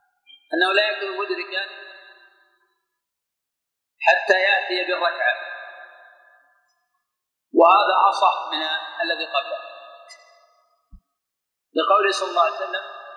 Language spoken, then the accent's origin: Arabic; Buraydah, Al-Qassim, Saudi Arabia; هذاك الوقت قريبا مثل عندنا في بريده